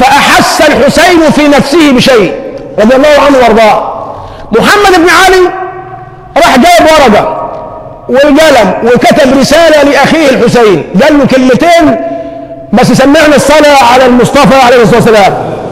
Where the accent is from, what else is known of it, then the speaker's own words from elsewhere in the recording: Egypt; ما احنا مشكلتنا كمصريين عندنا مثالية